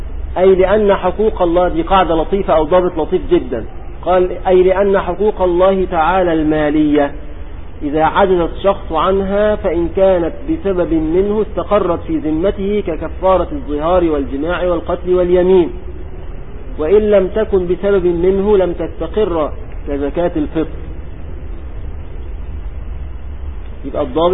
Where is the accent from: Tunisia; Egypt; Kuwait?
Egypt; كان عندنا في مصر قديما يقولون